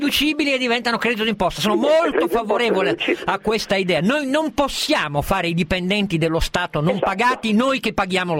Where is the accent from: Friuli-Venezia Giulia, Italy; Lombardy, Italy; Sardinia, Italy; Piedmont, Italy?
Piedmont, Italy; come piemontese, lasciatemi dire che sono allibito e mi vergogno